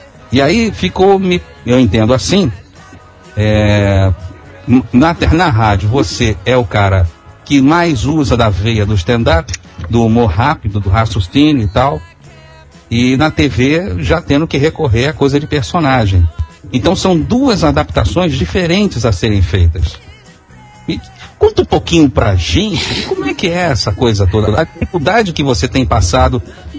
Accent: Rio de Janeiro, Brazil; eu sou do Rio de Janeiro, né? Então você trabalha mais em São Paulo

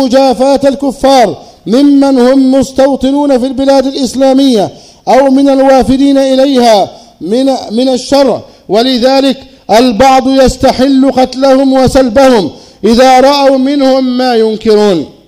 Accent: Egypt; أن تحفظ بلدنا مصر وسائر بلاد

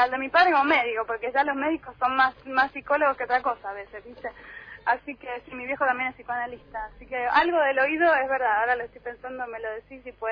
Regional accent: Buenos Aires, Argentina; yo soy súper porteña y soy de una familia que nada tiene que ver con las provincias del norte del país, ni nada parecido

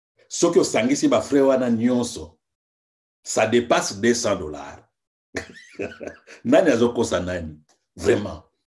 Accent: DR Congo; Bon, moi, je suis Congolais

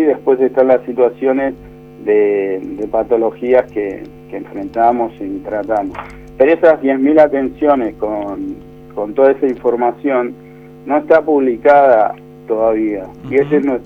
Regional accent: Buenos Aires, Argentina; Yo soy de Buenos Aires, sí.

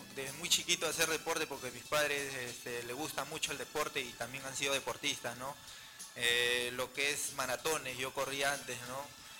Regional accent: Callao, Peru; No, soy chalaco neto porque

